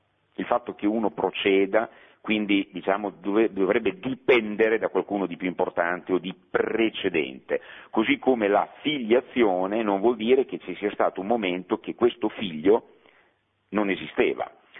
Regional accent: Bologna, Emilia-Romagna, Italy; anche se sono bolognese doc, però io amo Napoli

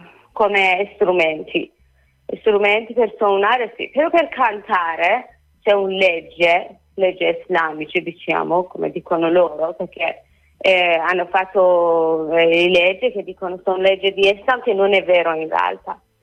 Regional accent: Iran; first language Persian; Italian is a second language; Perché il mio paese, che si chiama Iran, siamo persiani e in Iran tutte gente parlano persiano.

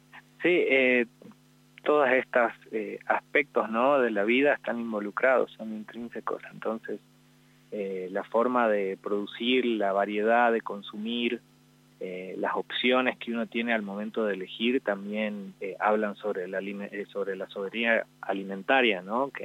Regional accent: Jujuy, Argentina; born there; yo soy nacido acá en Jujuy

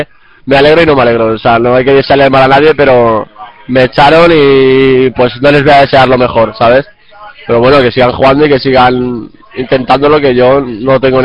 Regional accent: Valencia, Valencian Community, Spain; Ya me quedo yo en Valencia, que es de donde soy.

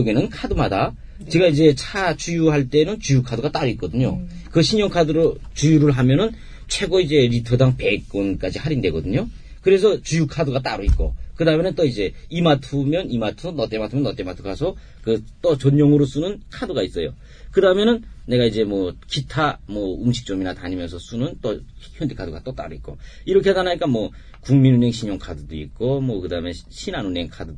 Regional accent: North Korea; now in South Korea; 저는 2004년에 탈북했고

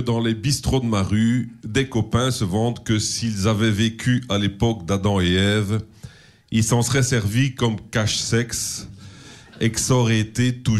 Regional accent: Belgium; Chez nous, en Belgique, à la place, on a la rhubarbe qui peut atteindre jusqu'à 1 mètre de hauteur.

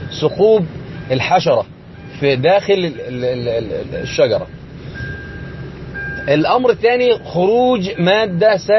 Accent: Egypt; أو زي ما يسمى عندنا في مصر السوسة المانجو

